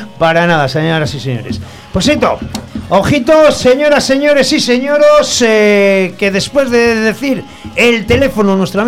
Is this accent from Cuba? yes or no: no; Zaragoza, Aragon, Spain; Sobre todo para la gente que somos de aquí, de Zaragoza